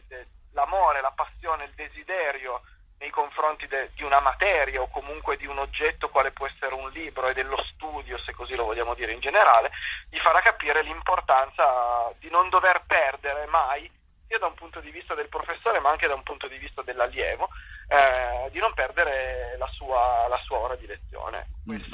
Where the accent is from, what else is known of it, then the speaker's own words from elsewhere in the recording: Turin, Piedmont, Italy; io sono di Torino